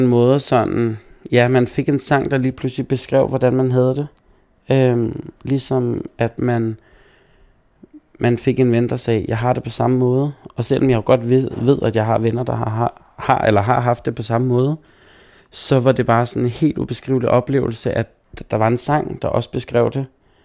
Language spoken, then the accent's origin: Danish; Herlev, Capital Region of Denmark, Denmark; jeg er en rigtig Herlev-dreng, så jeg er både født på Herlev Hospital og har blevet der lige siden. Har ikke rykket mange kilometer fra min, hjemhus